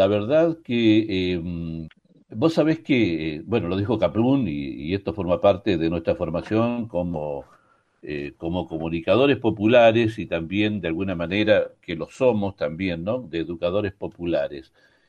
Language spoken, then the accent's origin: Spanish; Chile; yo soy chileno